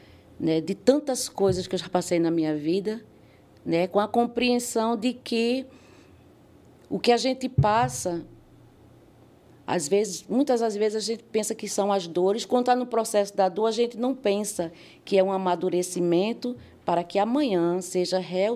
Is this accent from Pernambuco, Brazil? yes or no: yes; Pernambuco, Brazil; Bem, eu nasci, eu sou de Pernambuco, né? Sou, com muito orgulho, sou nordestina, muito orgulho disso. E nasci em 1976, ou seja, eu tenho 48 anos.